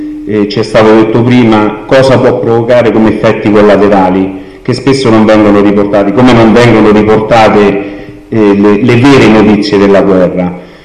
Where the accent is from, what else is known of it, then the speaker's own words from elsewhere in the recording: Colleferro, Lazio, Italy; vengo da Colleferro e sono il referente della sede territoriale di Emergency di Colleferro.